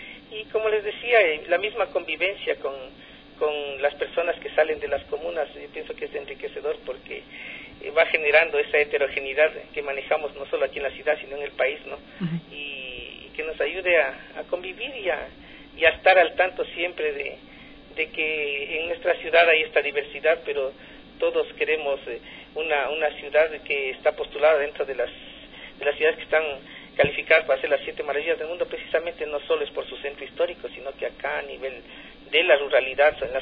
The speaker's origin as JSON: {"language": "Spanish", "town": "Quito", "region": "Pichincha", "country": "Ecuador", "said": "yo creo que los quiteños y todos debemos tener esa predisposición de rescatar la identidad como quiteños, y la identidad nuestra está en la historia."}